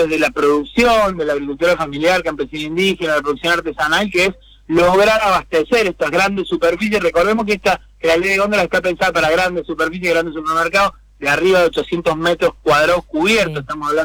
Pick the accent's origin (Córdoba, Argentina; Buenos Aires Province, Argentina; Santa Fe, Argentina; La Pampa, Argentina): Córdoba, Argentina; Yo soy originariamente cordobés, así que tengo mucho cariño por esa provincia, obviamente, muchos amigos y familiares